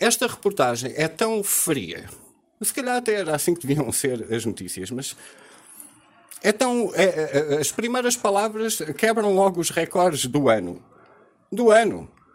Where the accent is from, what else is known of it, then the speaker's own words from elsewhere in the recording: Portugal; como português